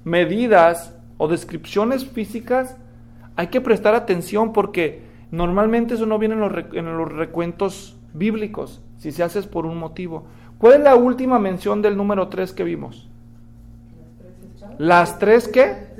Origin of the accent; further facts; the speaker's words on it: Mexico; pero yo soy mexicano, tengan compasión de mí